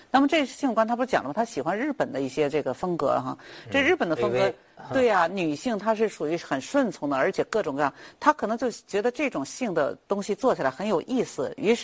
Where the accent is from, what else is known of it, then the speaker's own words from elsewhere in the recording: China; 因为我们中国人我们的观念这个东西是很重要的